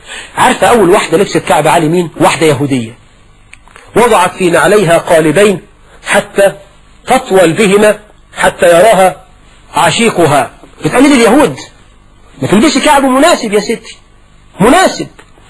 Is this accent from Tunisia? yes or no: no; Egypt